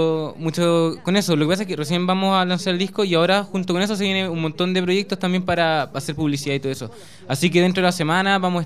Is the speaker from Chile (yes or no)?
yes; Puente Alto, Santiago Metropolitan Region, Chile; somos todos de Puente Alto, como decía, de un barrio más o menos medio complicado, y nos sentimos bien identificados con la comuna.